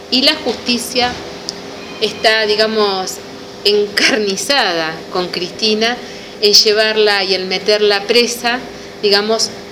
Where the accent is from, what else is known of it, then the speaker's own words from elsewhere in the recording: Azul, Buenos Aires Province, Argentina; Somos de Azul, somos de AMLA.